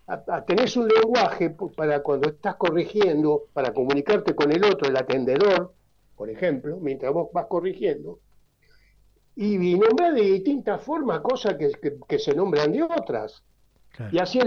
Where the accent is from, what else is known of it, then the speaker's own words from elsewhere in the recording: Buenos Aires, Argentina; Yo soy muy porteño, ¿viste? Muy porteño.